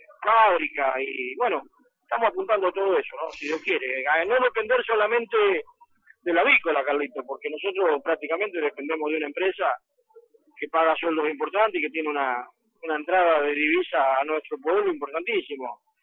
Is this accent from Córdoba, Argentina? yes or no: no; Roque Pérez, Buenos Aires Province, Argentina; lucho para que mi pueblo esté en los mejores pueblos de la provincia de Buenos Aires